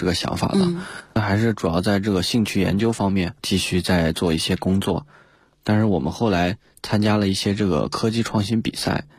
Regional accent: Hanzhong, Shaanxi, China; 当时因为我们老家是在这个陕西汉中，

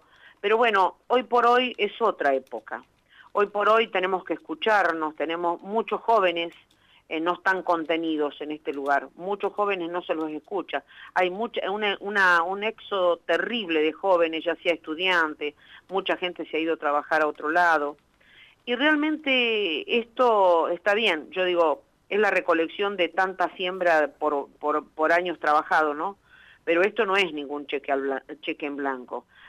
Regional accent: Buenos Aires, Argentina; born there; Yo soy nacida en Buenos Aires, pero bueno, me gradué como médica veterinaria en Pico, tengo parte de mi familia en Pico

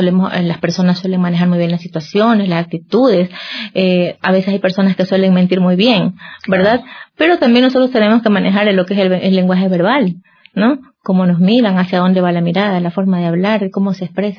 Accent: Guayaquil, Guayas, Ecuador; Yo vivo en Guayaquil, yo soy de Guayaquil

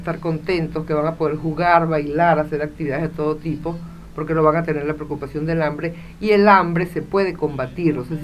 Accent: Venezuela; now in Argentina; Así como los venezolanos nos tenemos que animar a cebar mate

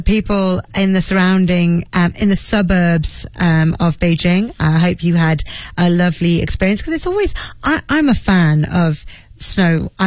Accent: Leeds, Yorkshire and the Humber, United Kingdom; I'm from Leeds, and I remember there being quite a lot of snow in my childhood.

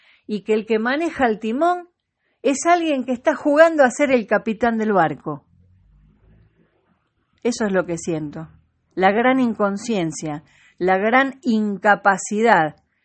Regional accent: Argentina; Soy de acá porque elegí hace muchos años este lugar para vivir y soy argentina. No me importa dónde nací, nací en la Argentina

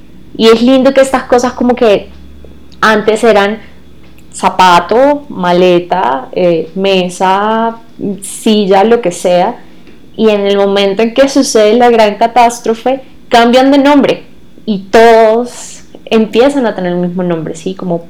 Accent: Venezuela; porque soy de Venezuela, y para la gente a veces es como que todo venezolano es costeño. No, yo vengo de un lugar lejano al mar, y yo no sé nadar.

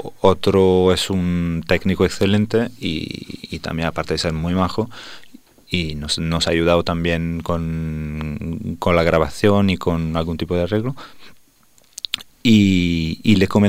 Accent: Italy; now in Spain; Yo soy italiano.

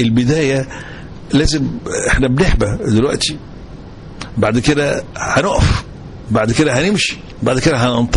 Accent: Egypt; ولكن أفخر إن أنا مصري وإن أنا بحارب.

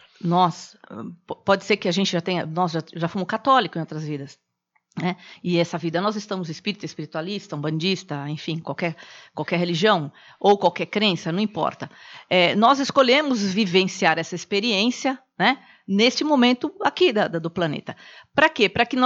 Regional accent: Brazil; eu sou mulher, eu sou brasileira, eu sou palestrante, eu sou espírita, eu sou evangélica

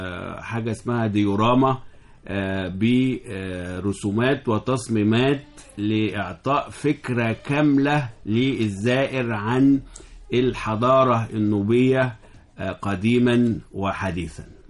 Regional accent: Egypt; مع ان الطرق اتحسنت الحمد لله لحد كبير عندنا في مصر

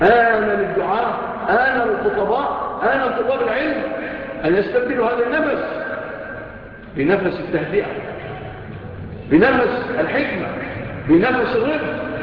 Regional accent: Egypt; وسألوا الله أن تكون بلادنا مصر بلادا آمنة مطمئنة

